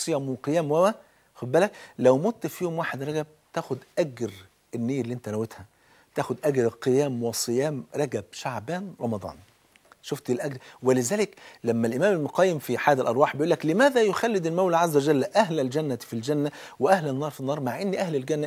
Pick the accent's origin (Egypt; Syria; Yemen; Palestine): Egypt; بلدنا مصر ام الدنيا